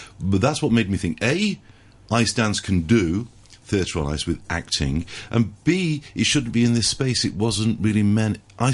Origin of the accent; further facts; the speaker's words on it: Salford, North West England, United Kingdom; I'm from Salford.